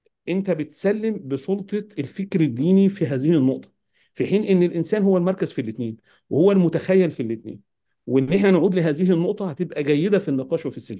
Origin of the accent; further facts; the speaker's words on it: Egypt; وإن أنا كمصري لا أعرف كثير